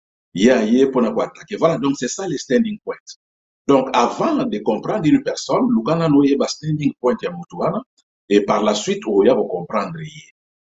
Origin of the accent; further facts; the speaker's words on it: DR Congo; moved away as an adult; now in South Korea; nazali congolais, 100% congolais, et je suis né au Congo, j'ai grandi au Congo, j'ai commencé mes études universitaires, primaires, secondaires, universitaires au Congo, et puis je me suis retrouvé, suite na situation ya mboka na biso, je me suis retrouvé na mboka ya Corée du Sud.